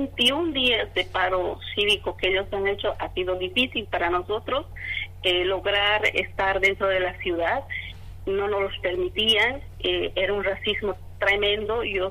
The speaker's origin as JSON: {"language": "Spanish", "country": "Bolivia", "said": "nosotros como bolivianos creemos que la posibilidad de estos señores que han intentado dañar nuestro proceso no les va a durar."}